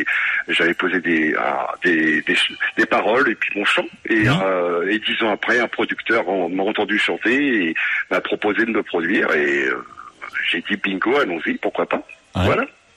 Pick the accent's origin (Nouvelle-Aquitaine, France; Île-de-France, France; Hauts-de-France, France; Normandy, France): Normandy, France; Le Havre; born there; je suis antillais de la Martinique, mais je suis né au Havre en Normandie.